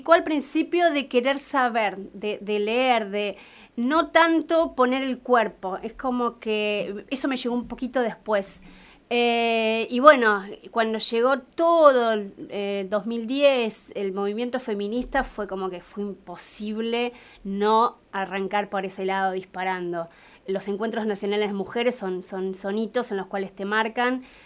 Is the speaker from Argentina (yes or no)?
yes; Mar del Plata, Buenos Aires Province, Argentina; Bueno, sí, yo soy marplatense. Me vine hace 8 años por elección. Elegí vivir acá en la provincia.